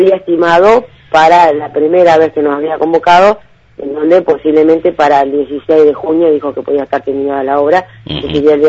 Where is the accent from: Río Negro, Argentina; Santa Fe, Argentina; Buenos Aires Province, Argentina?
Río Negro, Argentina; Viedma; todos los que somos de Viedma, histórico de acá de Viedma